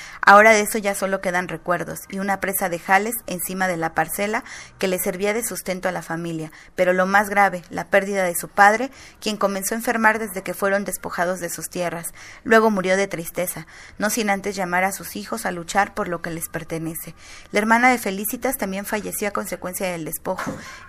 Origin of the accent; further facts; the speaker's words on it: Mexico; las que deben velar nuestros derechos humanos como mexicanos